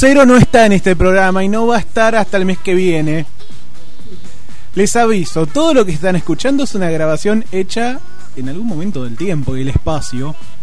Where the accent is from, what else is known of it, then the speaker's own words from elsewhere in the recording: Argentina; Sí, pero yo soy de la Argentina, jodete.